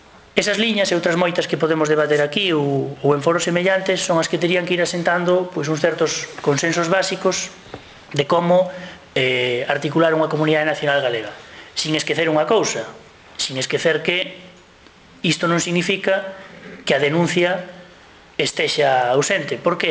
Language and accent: Galician; Galicia, Spain; Que vos somos os galegos, de que maneira nos terían que atender por cima de vascos e cataláns